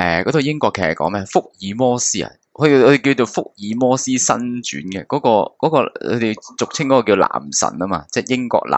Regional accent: Hong Kong; 我哋即系香港人更加系冇美国嘅旅游节目睇噶嘛

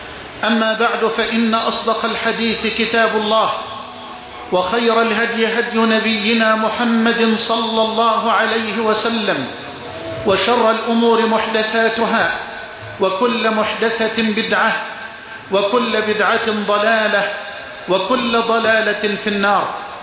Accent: Dakahlia, Egypt; وأن يبارك أهل بلدتي وقرية الطيبة جموه الذي شاء الله لها أن تشرف وتكرم في أنحاء الأرض بفضله سبحانه

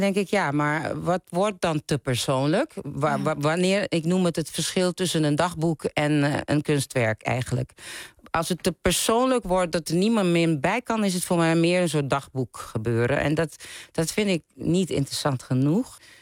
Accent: Curaçao; now in Groningen, Netherlands; Ik ben opgegroeid op Curaçao. En daar is het eigenlijk nooit stil, er is altijd muziek.

